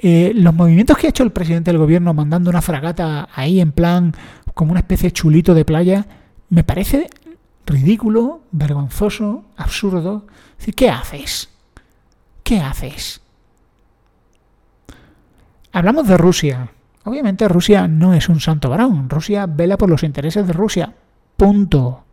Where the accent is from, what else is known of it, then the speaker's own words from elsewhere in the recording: Spain; a mí como español